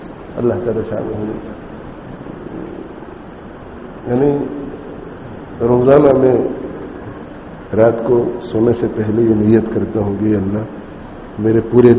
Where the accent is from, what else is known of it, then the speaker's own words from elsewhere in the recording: Leicester, East Midlands, United Kingdom; دیکھو میں انگلینڈ میں بڑا ہوا ہوں